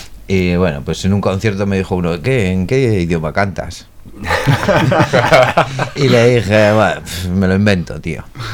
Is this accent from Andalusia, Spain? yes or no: no; Basauri, Basque Country, Spain; yo soy de San Miguel, que es un barrio paralelo